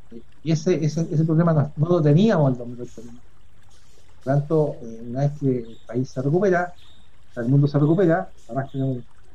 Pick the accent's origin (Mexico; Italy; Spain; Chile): Chile; Nosotros como chilenos somos capaces de superar esta diferencia